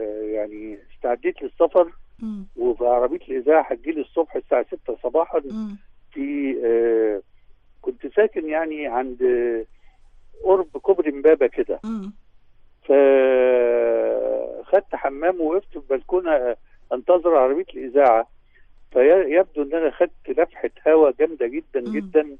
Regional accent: Egypt; وقدرنا نقول احنا مصريين واعتزازنا بمصريتنا ظهر عاليا متألقا جليا يعني

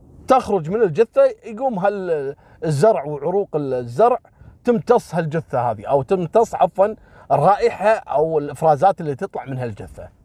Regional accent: Kuwait; حصلت عندنا في الكويت في واحد اعتقد فلبيني او صيني تم اعدامه في الكويت

